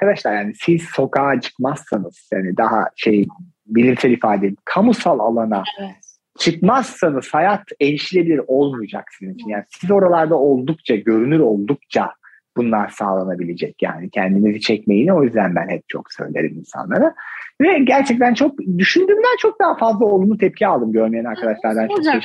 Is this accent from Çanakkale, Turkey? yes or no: no; Ordu, Turkey; Mesela yakın zamanda Ordu'ya gitmiştim. Dedim ki arkadaşlar bakın bu oradan şimdi işte bizim köyümüze gidenler, ben normalde oralıyım